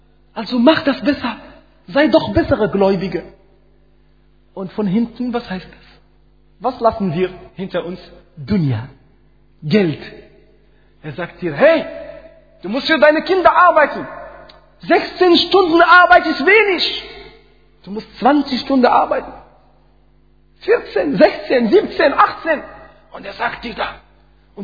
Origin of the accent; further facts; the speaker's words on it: Morocco; German is a second language; Ich komme aus Marokko, da haben wir das.